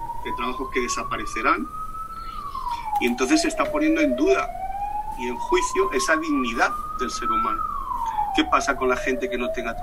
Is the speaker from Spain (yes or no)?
yes; Spain; now in Miami, United States; vivo en Miami, en Estados Unidos. Soy español, de todas formas, llevo mucho tiempo viviendo aquí.